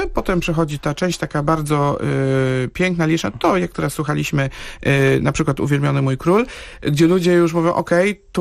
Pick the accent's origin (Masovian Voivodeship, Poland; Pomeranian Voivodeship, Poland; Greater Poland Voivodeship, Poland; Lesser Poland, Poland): Greater Poland Voivodeship, Poland; Poznań; Ja jestem z Poznania